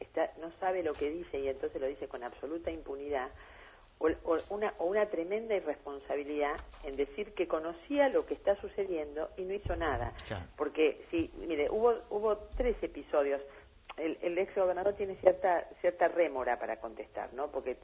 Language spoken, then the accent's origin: Spanish; Santa Fe, Argentina; yo como santafesina me pregunto